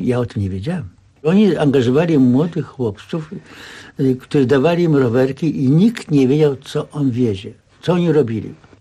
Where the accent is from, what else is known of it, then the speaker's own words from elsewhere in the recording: Warsaw, Masovian Voivodeship, Poland; Więc jeżeli ja z Mokotowa, z tak dalekiej, odległej, zdążyłem i do szkoły